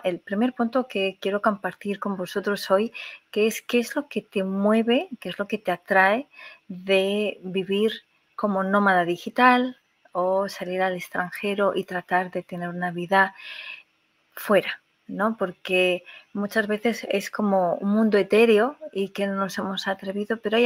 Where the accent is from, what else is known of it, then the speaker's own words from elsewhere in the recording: Spain; moved away as an adult; Yo, que hace unos 20 años salí de España, lo hice porque ya estaba trabajando en una empresa hacía varios años